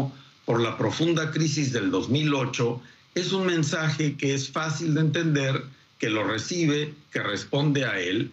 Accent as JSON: {"language": "Spanish", "country": "Mexico", "said": "Y los culpables somos los mexicanos"}